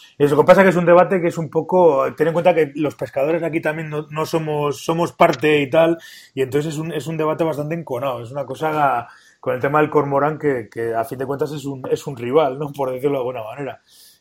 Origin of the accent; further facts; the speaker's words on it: Pamplona, Navarre, Spain; yo soy de Pamplona y estamos en Navarra